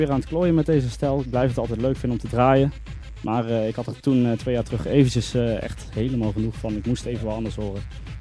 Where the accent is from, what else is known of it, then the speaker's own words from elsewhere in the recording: Eindhoven, North Brabant, Netherlands; ik kom uit Eindhoven, ik ben 24 jaar.